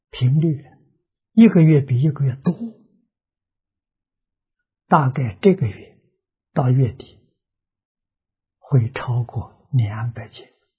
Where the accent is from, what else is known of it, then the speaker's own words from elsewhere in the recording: China; 反而我们中国人对中国的传统非常陌生